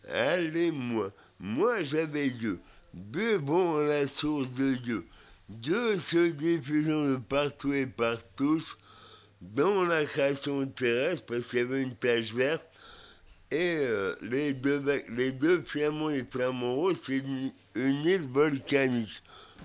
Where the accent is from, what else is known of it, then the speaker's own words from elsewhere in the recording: Brest, Brittany, France; j'arrivais dans ma ville natale, à Brest